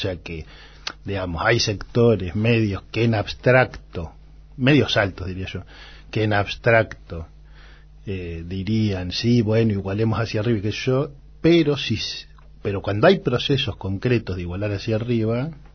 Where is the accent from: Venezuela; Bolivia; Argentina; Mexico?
Argentina; yo soy un argentino, un antropólogo que trata de que los debates de las universidades no queden adentro de las universidades